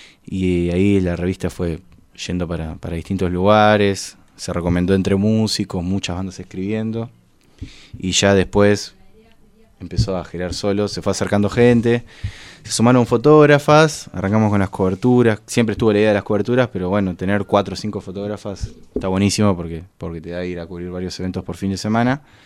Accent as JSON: {"language": "Spanish", "town": "Quilmes", "region": "Buenos Aires Province", "country": "Argentina", "said": "Bien, yo soy de Quilmes, arranqué a estudiar periodismo hace 4 años."}